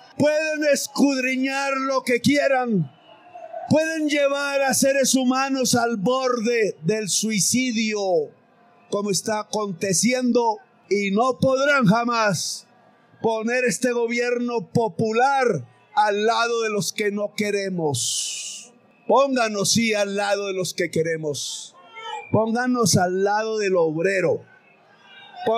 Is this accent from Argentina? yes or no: no; Córdoba, Colombia; Invítenme a bailar porros en las veredas de mi pueblo campesino de Córdoba.